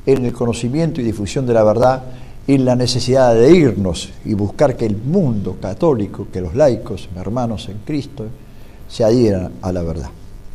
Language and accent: Spanish; Argentina; Como argentino, como padre de familia católico